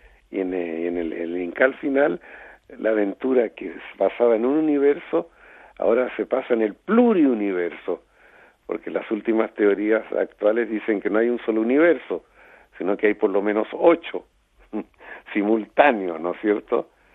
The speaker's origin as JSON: {"language": "Spanish", "country": "Chile", "moved": "yes", "said": "corté a todos y me fui 40 años de Chile. Y dije, volveré cuando me inviten y sea conocido. Y después de 40 años me invitaron y volví a Chile"}